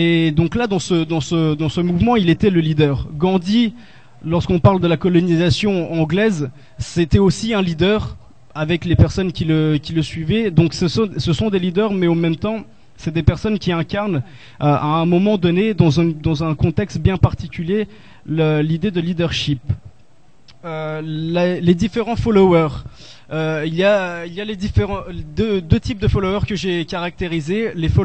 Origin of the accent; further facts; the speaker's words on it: Brazil; je suis brésilien